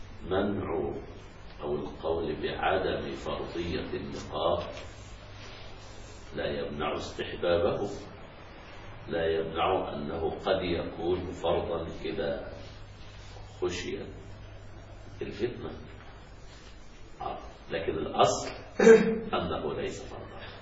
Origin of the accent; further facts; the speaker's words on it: Egypt; فبعض النساء عندنا في مصر